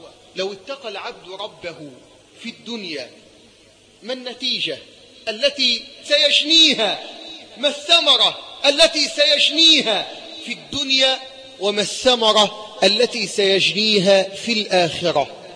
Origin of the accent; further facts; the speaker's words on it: Egypt; اللهم احفظ بلدنا مصر من كل سوء وسائر بلاد